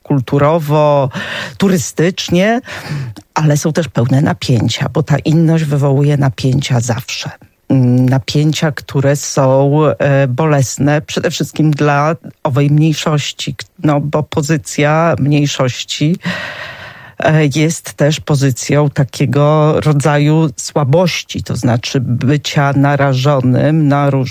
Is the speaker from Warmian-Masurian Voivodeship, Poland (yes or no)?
no; Knyszewicze, Podlaskie Voivodeship, Poland; ja się urodziłam i wychowałam w takiej niedużej wsi Knyszewicze, właściwie kolonii pod Sokółką, kilka kilometrów od granicy dzisiejszej polsko-białoruskiej.